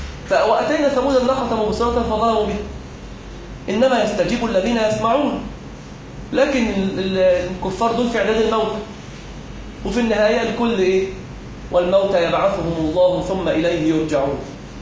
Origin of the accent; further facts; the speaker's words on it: Egypt; اللجنة اللي هي المؤسسة العشرة الإسلامية عندنا في مصر